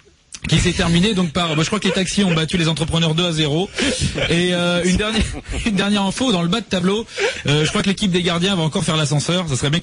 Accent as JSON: {"language": "French", "town": "Paris", "region": "Île-de-France", "country": "France", "said": "moi, en tant que Parisien, tu vois, je suis dégoûté de la défaite"}